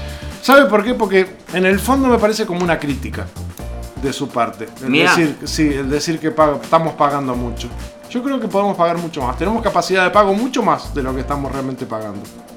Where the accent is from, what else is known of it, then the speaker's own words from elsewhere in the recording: Uruguay; nosotros tenemos que sentirnos orgullosos como uruguayos